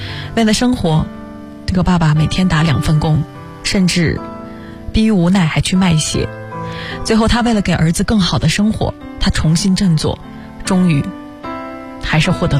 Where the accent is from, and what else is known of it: China